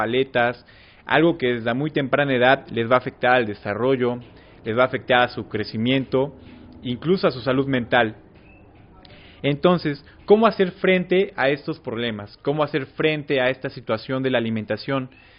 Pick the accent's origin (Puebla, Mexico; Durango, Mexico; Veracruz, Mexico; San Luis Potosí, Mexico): Puebla, Mexico; vengo de la ciudad de Puebla, del colectivo Huitzil Urbano.